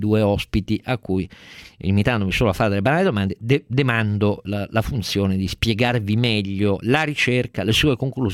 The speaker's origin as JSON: {"language": "Italian", "town": "Turin", "region": "Piedmont", "country": "Italy", "said": "io sono torinese quindi sono viziato a un pregiudizio forse favorevole"}